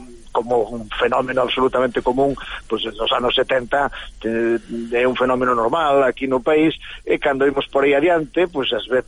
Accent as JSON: {"language": "Galician", "town": "Vigo", "region": "Galicia", "country": "Spain", "said": "Bueno, e eu son vigués"}